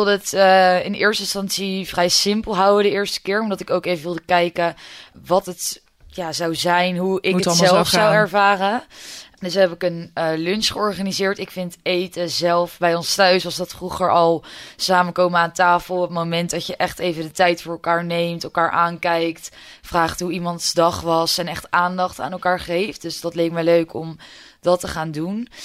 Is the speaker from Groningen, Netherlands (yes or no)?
no; Maassluis, South Holland, Netherlands; Ik kom zelf uit Maassluis. Daar ben ik opgegroeid. Mijn ouders wonen daar nog steeds samen met mijn tweelingbroer.